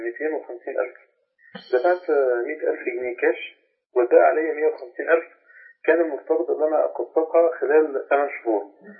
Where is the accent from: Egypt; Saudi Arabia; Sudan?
Egypt; Faiyum Governorate; أنا من مصر. … الفيوم معك يا شيخنا.